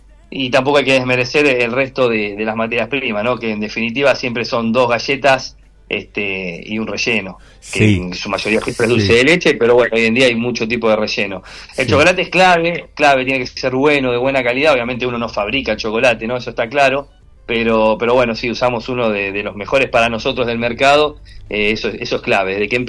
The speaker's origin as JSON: {"language": "Spanish", "town": "Quilmes", "region": "Buenos Aires Province", "country": "Argentina", "said": "somos de Quilmes y vos sabés que acá manda el fanatismo por el número uno"}